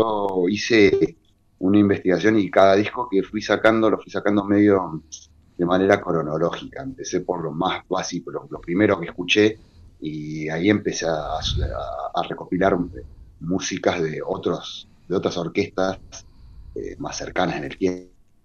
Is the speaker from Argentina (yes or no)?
yes; Córdoba, Argentina; Yo soy cordobés y toda mi familia es cordobés, es de Córdoba. Ahí tenemos cumbia y cuarteto para tirar para arriba, así que yo medio me crié con eso.